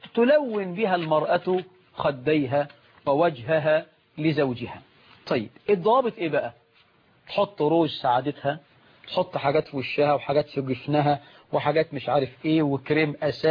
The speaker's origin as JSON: {"language": "Arabic", "country": "Egypt"}